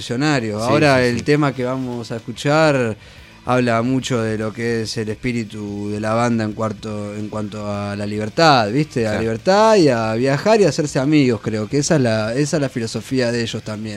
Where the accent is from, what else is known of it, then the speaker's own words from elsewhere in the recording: Viedma, Río Negro, Argentina; Sí, y bueno, soy de Viedma, Río Negro. Claro, Río Negro.